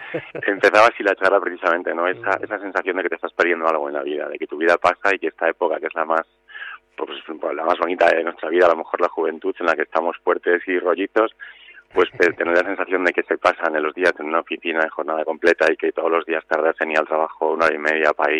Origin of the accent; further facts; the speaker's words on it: Zamora, Castile and León, Spain; also born or lived in Barcelona; vendí todas mis cosas de que trabajaba en Barcelona, aunque soy de Zamora y tal